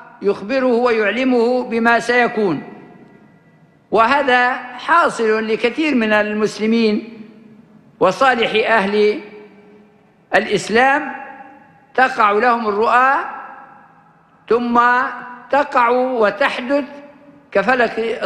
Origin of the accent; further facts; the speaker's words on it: Libya; accent: Libyan; وهذا اللفظ معروف حتى في لهجتنا الليبية